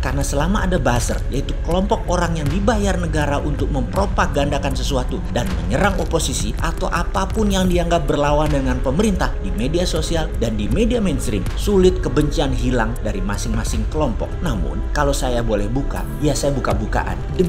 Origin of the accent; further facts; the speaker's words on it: East Java, Indonesia; Saya dari Jawa Timur, yang sering ancuk-ancuk dan giamput-giamput.